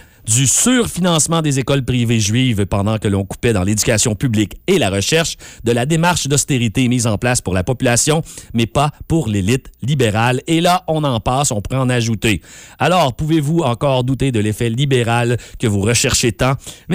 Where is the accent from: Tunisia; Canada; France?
Canada; Quebec; j'ai vraiment honte en tant que Québécois de ce qui s'est passé